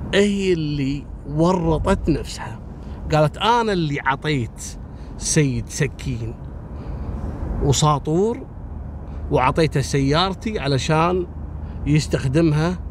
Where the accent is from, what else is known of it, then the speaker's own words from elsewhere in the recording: Kuwait; إحنا عندنا في الكويت مسوين حملة لضبط المخدرات